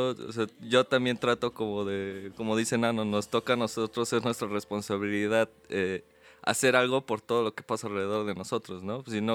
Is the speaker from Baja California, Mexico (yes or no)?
no; Taxco, Guerrero, Mexico; yo vengo de Guerrero, yo soy de Taxco